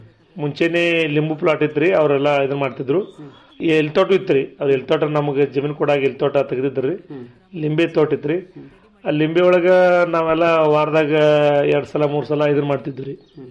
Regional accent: Kankanawadi, Karnataka, India; ನಮ್ಮ ಮೂಲತಃ ನಮ್ಮೂರು ಜಮಖಂಡಿ ತಾಲೂಕಿನ ಕಂಕನವಾಡಿ ಗ್ರಾಮ ರೀ. ಅಂದ್ರೆ ನಮ್ದೆಲ್ಲ ಅವಿಭಕ್ತ ಕುಟುಂಬ ರೀ.

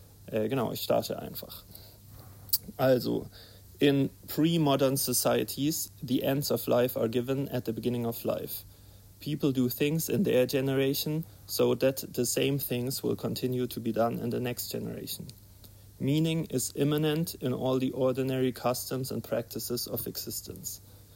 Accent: Leipzig, Saxony, Germany; ich komme auch aus Leipzig, von dort, bin auch dort bei Platypus organisiert

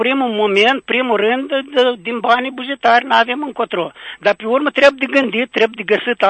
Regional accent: Lăpușna, Hîncești District, Moldova; din Lăpușna, sunt foarte bucuros că-s primul azi.

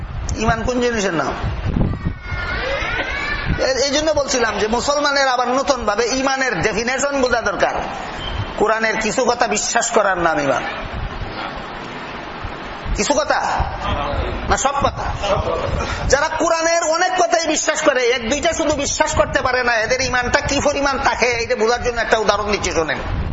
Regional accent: Sylhet Division, Bangladesh; accent: Sylheti; আর আমরা সিলেটি ভাষায় কয় বিয়া হল নির্জাত

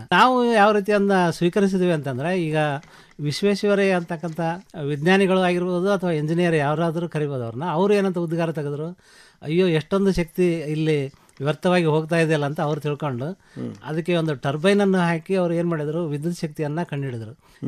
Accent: Byadagi, Karnataka, India; also born or lived in Hirekerur; now in Huvina Hadagali, India; ಜನ್ಮಸ್ಥಳ ಹಿರೇಕೆರೂರು, ನಮ್ಮ ಸ್ವಂತ ಊರು ಬ್ಯಾಡಗಿ ಅಂಥೇಳಿ. ನಾವು ಈಗ ನೆಲೆಯೂರಿದ್ದು ಹೂವಿನಡಗಲಿ, ಬಳ್ಳಾರಿ ಜಿಲ್ಲೆ ಅಂದರೆ ಈಗಿನ ವಿಜಯನಗರ ಜಿಲ್ಲೆ ಅಂತ ನಾವು ಮಾಡ್ಕೊಂಡಿದ್ದೀವಿ.

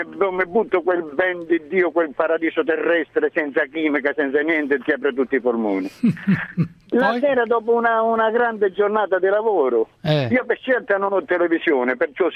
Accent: Pizzo, Calabria, Italy; Comunque sono di Pizzo, non di Vibo.

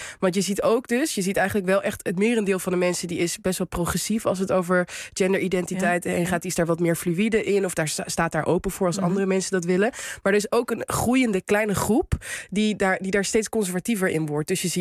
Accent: Helmond, North Brabant, Netherlands; toen ik 16 was, toen was ik met wat mensen in Helmond, waar ik vandaan kom

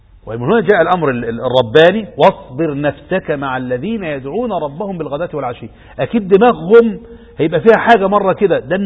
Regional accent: Egypt; في هذا التشرذم الذي نعيشه في بلدنا مصر

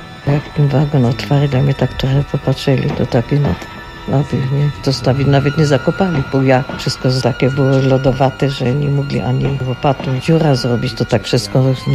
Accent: Bytom, Silesian Voivodeship, Poland; Później jak my z Bytomia, jak nas zabrali, to my już prosto jechali aż do Karagandy.

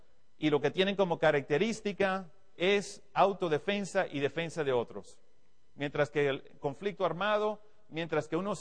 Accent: Cuba; now in United States; aunque soy de Estados Unidos, como ya muchos de ustedes saben, soy originalmente de Cuba, me siento como latino, he estado aquí con ustedes muchos años, he estado en toda Latinoamérica por toda mi carrera militar.

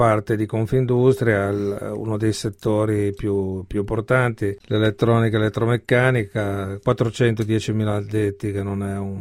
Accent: Genoa, Liguria, Italy; Io sono genovese.

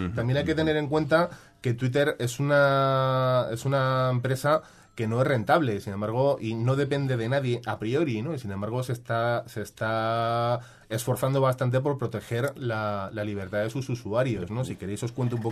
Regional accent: Spain; yo soy un ciudadano español

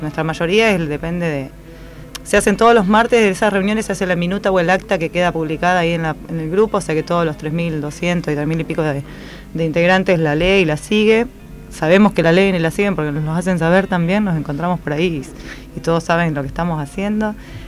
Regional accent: Rosario, Santa Fe, Argentina; Yo soy rosarina, así que...

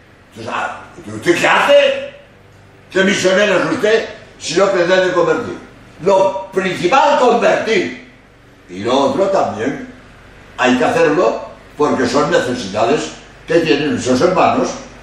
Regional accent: Spain; Perdonad, soy español y quiero decir dos palabras sobre la obra de España en América

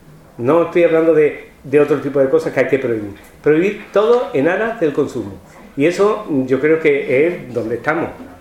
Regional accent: Huelva, Andalusia, Spain; moved away as an adult; now in Seville, Spain; cuando yo me vine de Huelva a estudiar a Sevilla

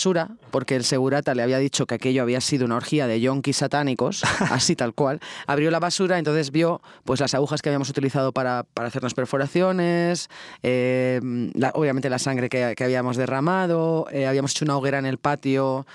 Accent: Spain; la Idoia y yo como españolas teníamos esta cosa de... Estamos en México

